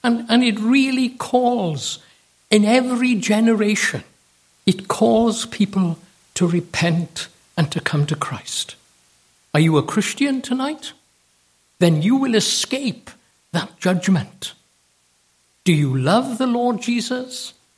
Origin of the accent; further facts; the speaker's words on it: United States; We Americans, and I say we because I am an American, know nothing about kings and queens.